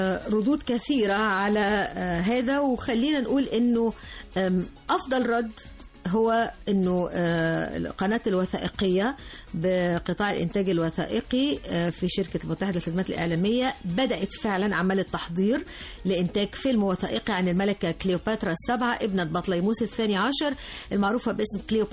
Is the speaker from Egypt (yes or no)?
yes; Egypt; نعمق كل ما يخصنا كمصريين بنتعرف على كل حاجة أصلها مصري وبندافع عن أصولنا المصرية وبنحافظ على هويتنا المصرية